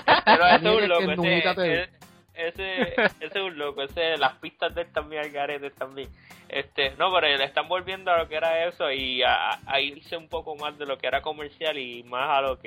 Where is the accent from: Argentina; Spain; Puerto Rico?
Puerto Rico; Carolina; Papi, soy de Carolina, loco, no lo puedo evitar.